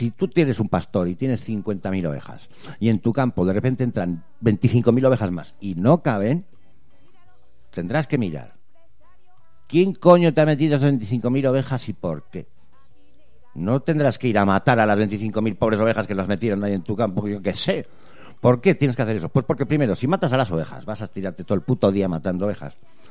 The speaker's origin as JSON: {"language": "Spanish", "region": "Basque Country", "country": "Spain", "said": "nosotros somos vascos, aquí hubo una inmigración del 30% en su momento"}